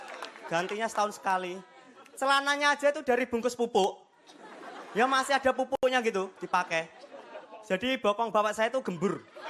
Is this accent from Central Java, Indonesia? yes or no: no; Madiun, East Java, Indonesia; dan saya dari Madiun. Saya pengen cerita aja teman-teman. Saya ini anaknya petani.